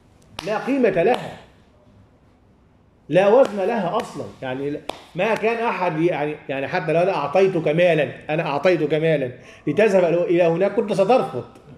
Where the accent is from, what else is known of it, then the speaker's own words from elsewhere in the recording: Egypt; قبل 2011 عندنا في مصر الشعب العادي عمومه ما كان يعرف